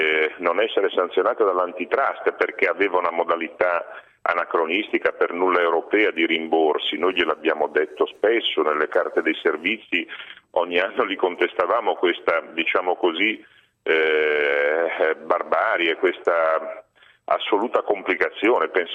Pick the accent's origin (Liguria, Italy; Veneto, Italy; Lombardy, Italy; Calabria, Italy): Liguria, Italy; Genoa; vengo da Genova